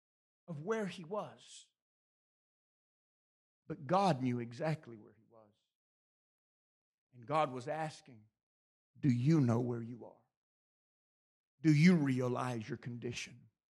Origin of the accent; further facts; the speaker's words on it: Bessemer, Alabama, United States; Or, where I grew up in Bessemer, Alabama. Adam! Where you is?